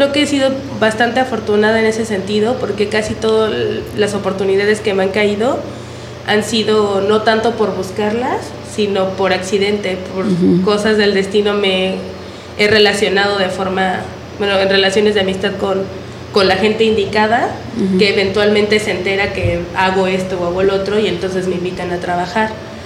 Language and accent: Spanish; Temixco, Morelos, Mexico; Bueno, soy de Temisco, para empezar. Tengo 23 años